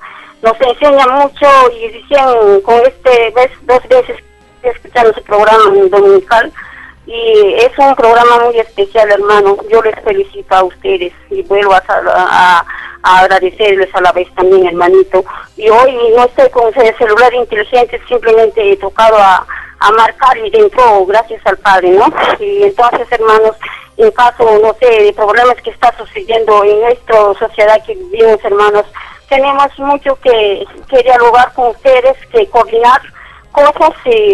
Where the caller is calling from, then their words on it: Huánuco, Peru; de Región Huánuco.